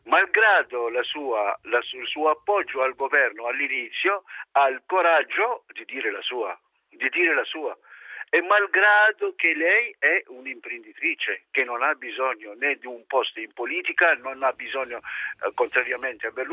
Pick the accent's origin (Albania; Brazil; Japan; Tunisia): Tunisia; Italian is a second language; now in Italy; io sono tunisino, come ho detto l'altra volta. Sono qua da 24 anni, adesso fra un po' faccio 25.